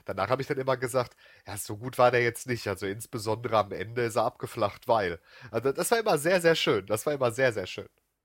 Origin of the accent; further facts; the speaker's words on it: North Rhine-Westphalia, Germany; Etwas zu tun haben oder etwas vorhaben unterscheidet man bei uns im Ruhrgebiet ganz klar.